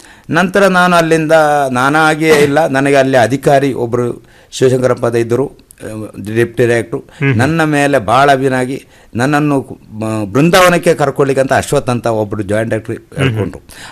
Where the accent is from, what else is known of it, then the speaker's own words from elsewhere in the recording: Uppala, Kerala, India; ನಂದು ಉಪ್ಪಳ, ಕಾಸರಗೋಡು ತಾಲೂಕಿನ ಉಪ್ಪಳ ಬಂದಿಯೋಡ್ನ ಕುಬಣೂರು ಎಂಬಲ್ಲಿ.